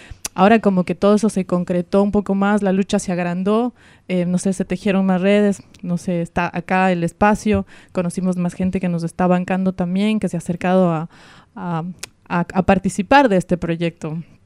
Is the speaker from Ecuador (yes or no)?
yes; Ecuador; esta ancestralidad con la que crecimos, porque en Ecuador está todo el tiempo